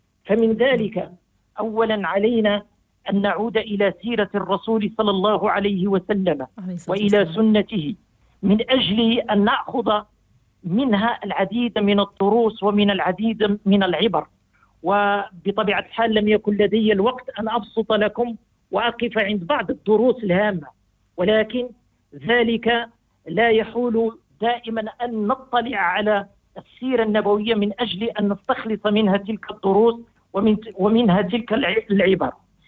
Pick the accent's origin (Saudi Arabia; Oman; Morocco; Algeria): Morocco; وفي بلدنا المغرب